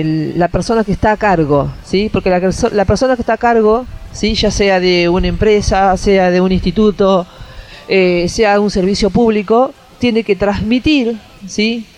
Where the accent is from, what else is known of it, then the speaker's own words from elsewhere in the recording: Tandil, Buenos Aires Province, Argentina; porque yo soy acá de Tandil